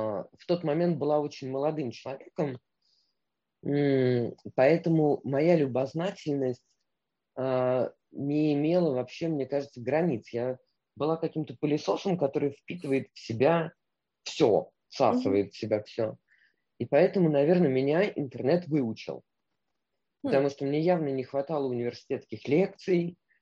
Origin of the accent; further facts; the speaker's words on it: Moscow, Russia; То, что я там родилась, выросла в Москве